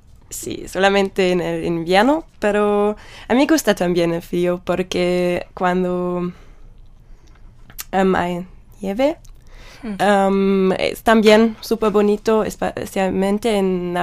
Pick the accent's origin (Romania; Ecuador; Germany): Germany; Baden-Württemberg; Spanish is a second language; Pues soy del sur de Alemania. Es más o menos un pueblo, pero es en Baden-Württemberg y es entre Stuttgart, la capital de Baden-Württemberg, y entre el Stuttgart y el lago de Constancia.